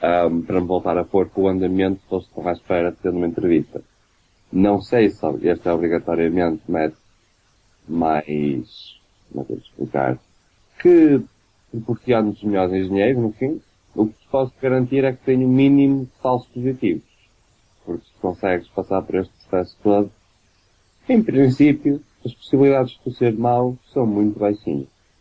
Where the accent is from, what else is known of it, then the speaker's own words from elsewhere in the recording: Porto, Norte, Portugal; Agora, eu sou do Porto, caralho.